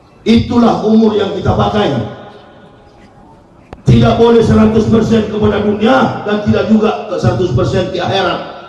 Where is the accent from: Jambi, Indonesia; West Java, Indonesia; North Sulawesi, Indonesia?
North Sulawesi, Indonesia; Manado; Rocky Gerung, satu kampung sama saya dari Manado itu.